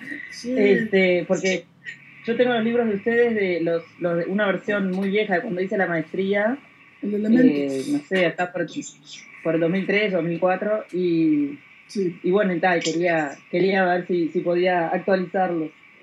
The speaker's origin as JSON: {"language": "Spanish", "country": "Uruguay", "said": "soy de Uruguay."}